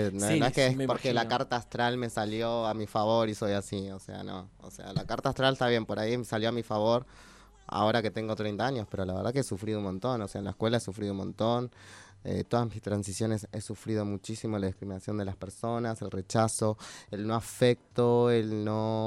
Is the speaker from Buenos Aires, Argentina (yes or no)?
yes; Buenos Aires, Argentina; also born or lived in Monte Grande; Yo nací en Parque Avellaneda, nací en Montegrande en realidad de pedo, pero siempre viví en Capital Federal, en Parque Avellaneda, que es mi barrio, en la casa de mi familia